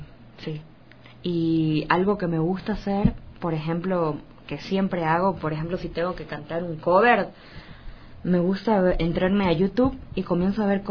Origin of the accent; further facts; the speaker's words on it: Ecuador; la gente no nos conoce, no sabe que nosotros somos ecuatorianos, que también estamos... saliendo adelante con nuestro arte